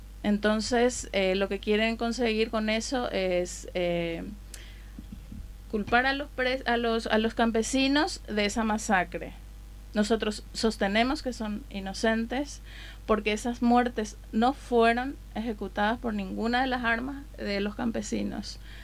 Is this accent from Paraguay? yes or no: yes; Paraguay; now in Madrid, Spain; soy de Paraguay, como lo habías dicho antes, de Paraguay Resiste en Madrid